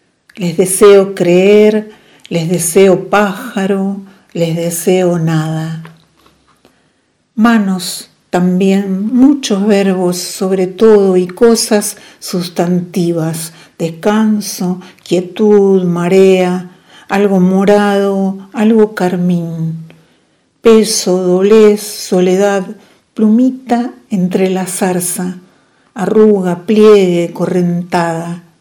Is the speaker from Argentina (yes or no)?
yes; Coronel Suárez, Buenos Aires Province, Argentina; born there; now in Mendoza, Argentina; Nací en Coronel Suárez, provincia de Buenos Aires, en 1958 y actualmente resido en Mendoza, capital.